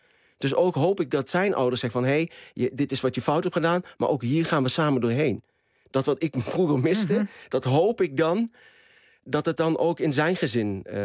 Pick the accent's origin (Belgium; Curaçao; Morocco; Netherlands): Morocco; Ik ben ook een Marokkaanse man.